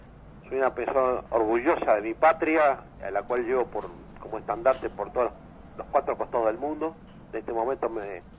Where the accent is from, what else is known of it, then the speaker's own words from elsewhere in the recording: Uruguay; Sí, soy uruguayo.